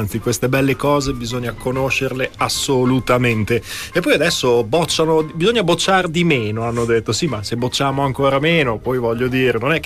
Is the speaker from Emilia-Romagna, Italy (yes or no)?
yes; Emilia-Romagna, Italy; io sono emiliano e sono emiliano, dichiaro di essere padano